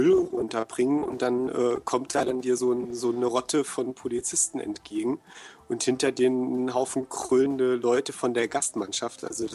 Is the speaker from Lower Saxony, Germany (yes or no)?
no; Frankfurt, Hesse, Germany; Also ich war ja als Frankfurter lange Zeit prinzipiell Eintracht-Fan.